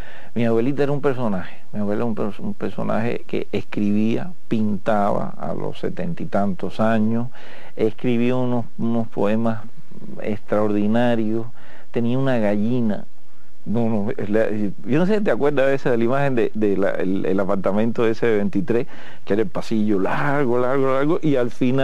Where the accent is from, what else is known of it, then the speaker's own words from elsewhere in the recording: Havana, Cuba; born there; Yo nací en El Vedado. Yo no llegué desde el extranjero.